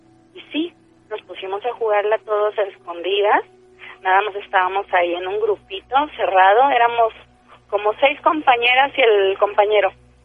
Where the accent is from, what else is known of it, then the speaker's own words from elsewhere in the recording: Tampico, Tamaulipas, Mexico; de Tampico.